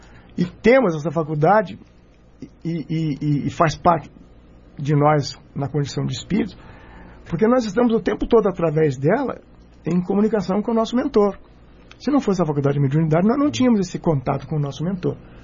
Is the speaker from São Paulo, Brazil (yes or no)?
no; Lages, Santa Catarina, Brazil; Eu sou de Lages.